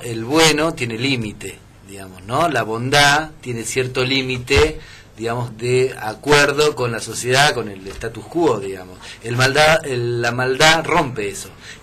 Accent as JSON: {"language": "Spanish", "region": "Chaco", "country": "Argentina", "said": "yo vivía en el Chaco, yo soy chaqueño. Ajá. Vivía en el campo, no teníamos luz eléctrica. Ah. Era una zona rural sin luz eléctrica."}